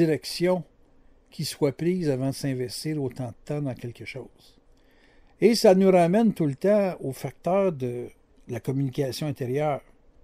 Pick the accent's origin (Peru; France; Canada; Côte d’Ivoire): Canada; Quebec; Moi, je suis québécois.